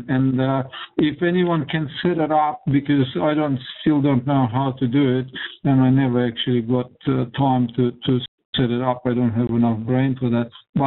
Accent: Russia; English is a second language; I'm from Russia, remember?

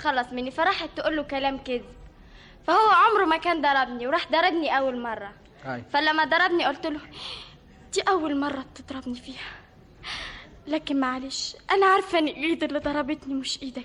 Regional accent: Egypt; born there; اه طبعا مدام مولوده في مصر وماما وبابا كلهم مولودين في مصر يبقى مصر

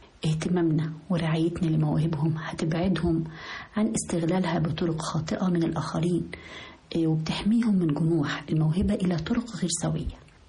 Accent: Egypt; المؤسسات التعليمية والثقافية المنتشرة عندنا في مصر، في كل محافظات مصر وكل مدنها

